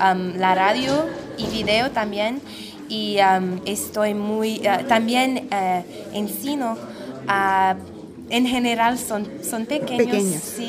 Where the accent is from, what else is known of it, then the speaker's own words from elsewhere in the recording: United States; Spanish is a second language; soy de los Estados Unidos, vivo en Nueva York. Y estoy aquí en Dakar, Senegal